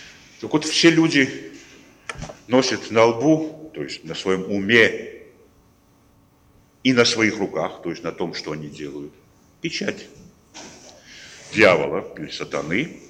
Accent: Georgia; Russian is a second language

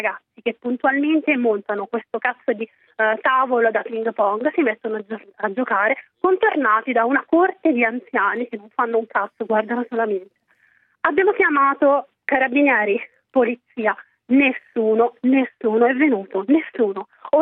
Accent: Ercolano, Campania, Italy; io chiamo da Napoli, sono di Ercolano precisamente

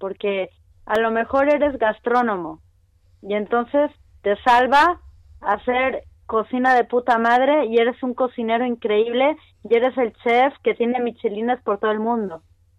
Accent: Chile; also born or lived in Mexico; Nacimos en México, yo tengo una hermana melliza y luego nos fuimos con mi mamá y mi papá y mi hermana melliza, nos fuimos a Chile y luego en Chile mis papás se separaron

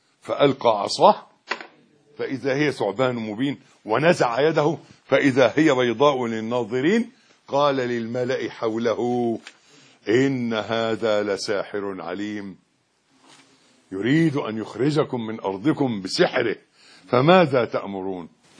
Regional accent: Egypt; احنا برضو احنا مصريين زي بعض

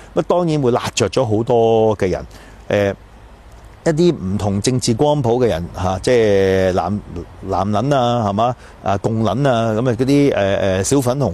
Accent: Canada; 可能我喺加拿大長大啦

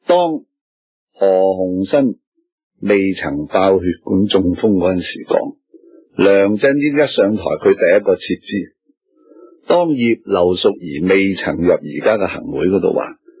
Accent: Hong Kong; 我唔担心啊！我系香港人。

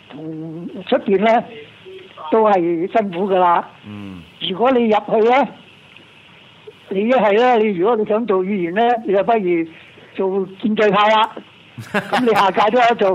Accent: Hong Kong; 唔係同我哋香港人交代係次要嘅

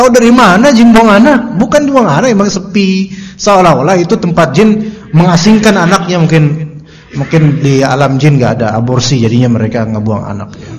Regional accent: Jakarta, Indonesia; Ya mohon maaf nih ya, kita orang Betawi juga gitu.

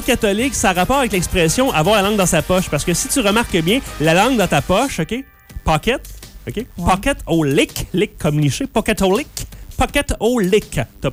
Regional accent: Quebec, Canada; On est des Canadiens francophones, Canadiens français, Québécois.

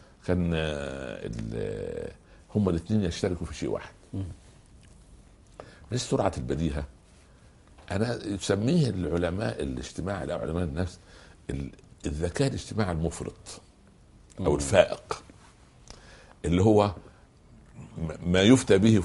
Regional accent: Egypt; ما يقولوا عندنا في مصر من جوار السعيد يسعد.

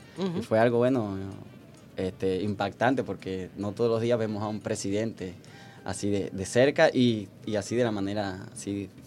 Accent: Bayamo, Granma, Cuba; De la ciudad de Bayamo. Un saludo a mi pueblo.

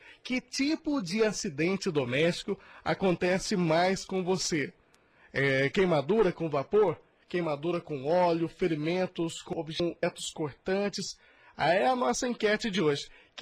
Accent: Fortaleza de Minas, Minas Gerais, Brazil; lá em Fortaleza de Minas, lá na minha terra, né?

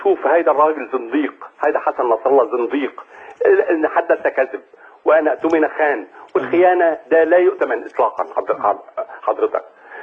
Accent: Hama, Hama Governorate, Syria; كنت أنا يعني من أهل حماة

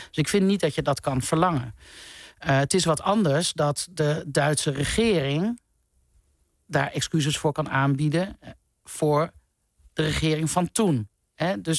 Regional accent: Netherlands; Ik vind niet dat wij als Nederlanders excuses moeten aanbieden.

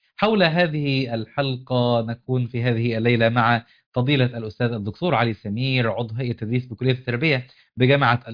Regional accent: Qena Governorate, Egypt; وإحنا كنا صغار في قريتنا في الصعيد في حافظة قنا

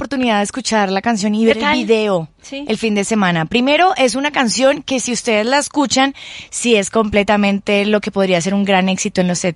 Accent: Colombia; es el colmo que uno como colombiano lo estafen allá.

